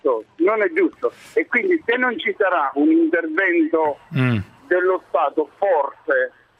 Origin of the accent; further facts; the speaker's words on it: Naples, Campania, Italy; Io lavoro a Napoli, sono di Napoli, sono nato e cresciuto.